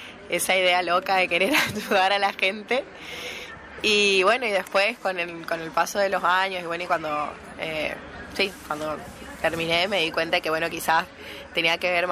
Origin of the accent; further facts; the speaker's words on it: Corrientes, Argentina; Bueno, nosotros somos de Corrientes